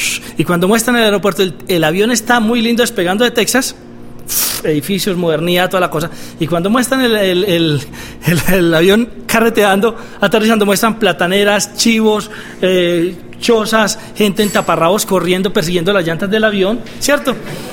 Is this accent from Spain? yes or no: no; Colombia; Y yo decía, pues hombre, yo soy colombiano.